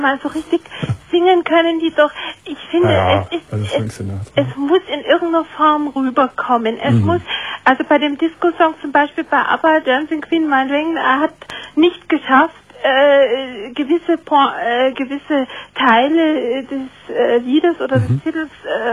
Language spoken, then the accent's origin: German; Munich, Bavaria, Germany; Ich bin aus München.